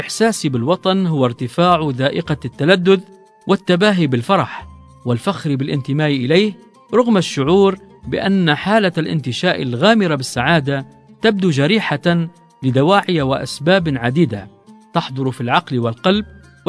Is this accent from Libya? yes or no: yes; Libya; بلادنا ليبيا الحبيبة التي لن نكفيها حقها